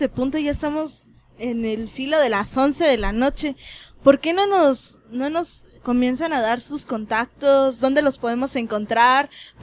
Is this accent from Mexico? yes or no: yes; Mexico; creo que como mexicanos, no nos basta con solo el día del funeral